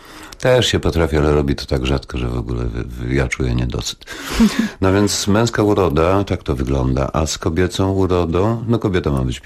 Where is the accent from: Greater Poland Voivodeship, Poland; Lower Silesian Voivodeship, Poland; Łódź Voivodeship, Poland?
Lower Silesian Voivodeship, Poland; Wrocław; Urodziłem się w świetnym miejscu, bo to jest, jeżeli ktoś zna Wrocław, to sprawa jest bardzo prosta, bo to jest Plac Solny. Moim podwórkiem był rynek wrocławski